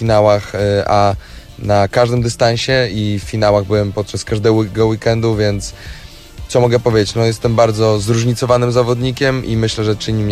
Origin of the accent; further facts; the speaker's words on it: Białystok, Podlaskie Voivodeship, Poland; Tutaj się wychowałem, tu się urodziłem